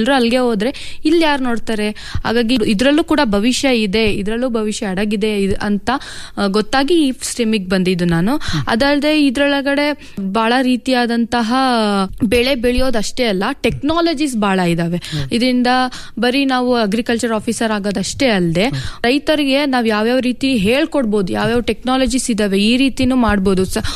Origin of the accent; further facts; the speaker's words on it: Chikkabennur, Karnataka, India; ನಾನು ಮೂಲತಃ ಚಿಕ್ಕಬೆನ್ನೂರು ಗ್ರಾಮದ ಚಿತ್ರದುರ್ಗ ಜಿಲ್ಲೆಯವಳು.